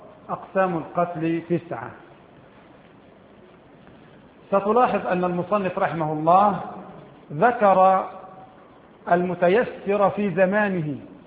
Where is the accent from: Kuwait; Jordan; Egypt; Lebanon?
Egypt; البوص عندنا في مصر ثلاث انواع